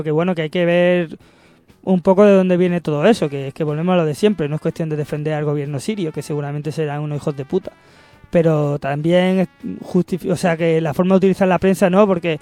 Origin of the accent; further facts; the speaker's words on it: Andalusia, Spain; Por supuesto, soy andaluz.